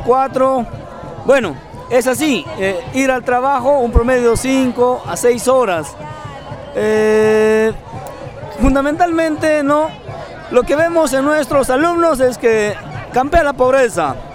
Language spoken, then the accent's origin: Spanish; Huancavelica, Peru; Yo vengo de la provincia de Tayacaja, de la región Huancavelica.